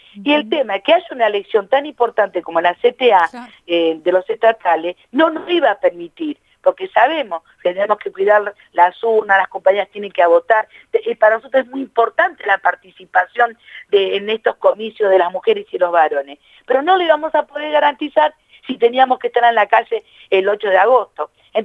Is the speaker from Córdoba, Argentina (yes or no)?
no; La Matanza, Buenos Aires Province, Argentina; yo que soy del oeste, soy de La Matanza